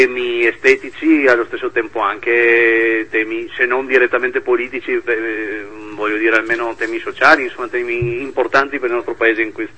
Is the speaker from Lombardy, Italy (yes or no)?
no; Trieste, Friuli-Venezia Giulia, Italy; nella zona da cui provengo, io sono di Trieste, nella zona del nord-est